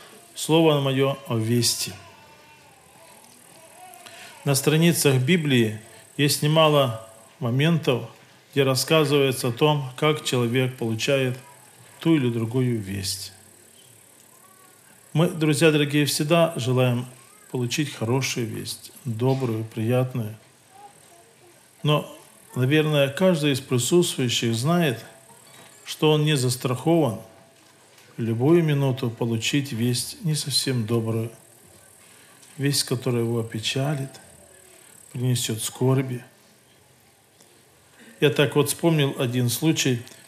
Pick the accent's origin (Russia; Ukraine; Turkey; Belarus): Ukraine; Luhansk, Luhansk Oblast; я из Луганска, служитель Луганской церкви.